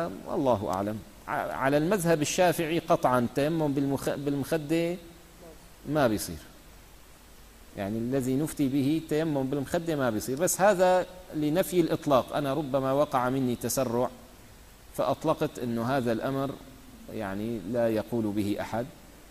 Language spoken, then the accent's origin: Arabic; Syria; يعني مثلا عندنا في الشام